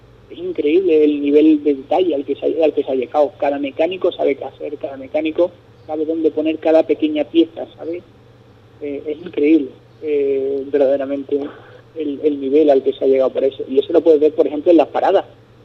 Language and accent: Spanish; Spain; son pilotos españoles y como español, pues uno tiene ese sentimiento